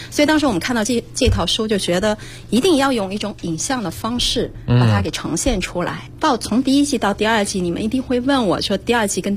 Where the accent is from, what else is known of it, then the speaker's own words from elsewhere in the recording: Zhejiang, China; 然后第六集就是钱塘，也是我的故乡浙江地区。